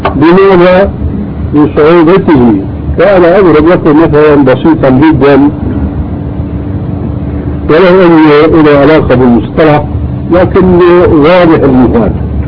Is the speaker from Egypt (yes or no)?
no; Syria; عندنا في سوريا كان شاهد قصة رجل في الحرب